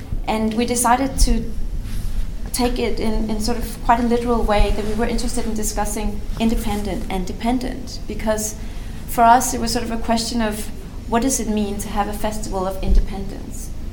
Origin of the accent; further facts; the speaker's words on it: Denmark; moved away as an adult; now in Istanbul, Turkey; You know, I grew up in Denmark, and I've primarily been working in a Nordic context.